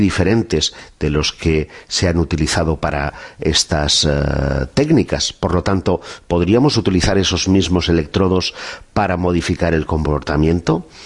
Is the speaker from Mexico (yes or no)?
no; Barcelona, Catalonia, Spain; si hay uno español, y nada menos que aquí en mi tierra. Barcelona